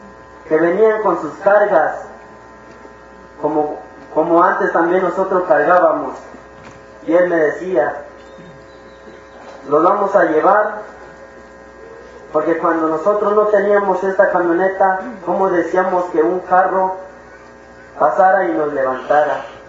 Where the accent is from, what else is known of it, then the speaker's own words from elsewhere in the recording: La Realidad, Chiapas, Mexico; vengo del Caracol 1, La Realidad. Yo soy